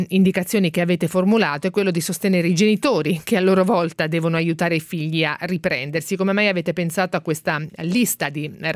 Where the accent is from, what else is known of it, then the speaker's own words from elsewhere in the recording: Ancona, Marche, Italy; Noi siamo di Ancona